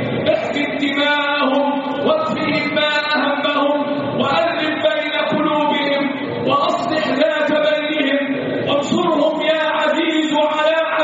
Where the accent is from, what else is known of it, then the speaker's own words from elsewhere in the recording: Egypt; اللهم احفظ بلادنا مصر